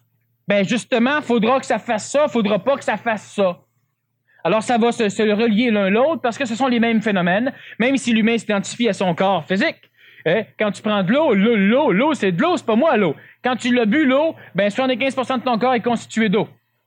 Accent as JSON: {"language": "French", "country": "Canada", "said": "Moi, je suis un Canadien parce que je ne suis pas américain."}